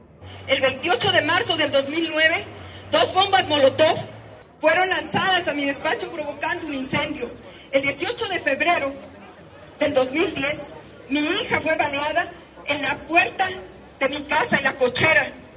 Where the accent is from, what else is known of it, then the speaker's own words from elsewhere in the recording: Chihuahua, Mexico; todos somos mexicanos